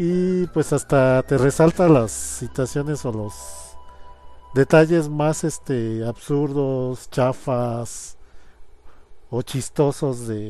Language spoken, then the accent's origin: Spanish; Mexico; debido a que mucha de la comunidad pues somos mexicanos, tiene subtítulos en español.